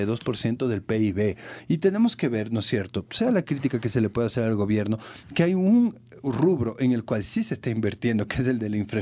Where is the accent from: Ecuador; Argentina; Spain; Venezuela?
Ecuador; en el momento que nosotros como ecuatorianos denunciamos el pago ilegítimo de la deuda